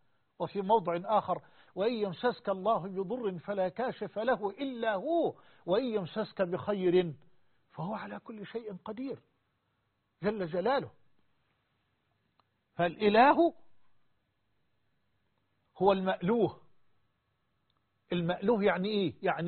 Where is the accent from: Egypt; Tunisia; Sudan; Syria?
Egypt; وأسأل الله سبحانه أن يجعل بلدنا مصر وسائر بلاد المسلمين أمنا أمانا سخاء رخاء